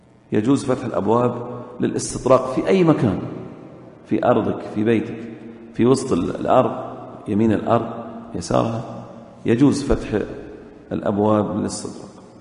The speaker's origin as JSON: {"language": "Arabic", "country": "Saudi Arabia", "said": "في السنوات الأخيرة عندنا في السعودية يضعون إيش؟ خرسانة"}